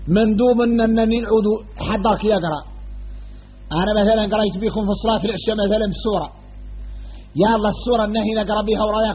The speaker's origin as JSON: {"language": "Arabic", "country": "Mauritania", "said": "وإحنا موريتاني فاصلين في حد يطول"}